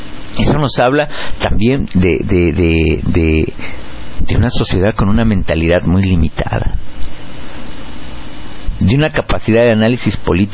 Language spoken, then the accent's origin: Spanish; Mexico; nosotros en México nos fuimos de Guatemala para entrar en Guatepeor cuando decidimos la alternancia